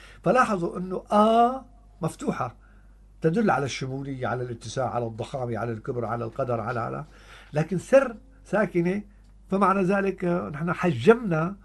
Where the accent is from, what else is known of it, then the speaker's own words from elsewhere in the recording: Syria; نحن ابناء سوريا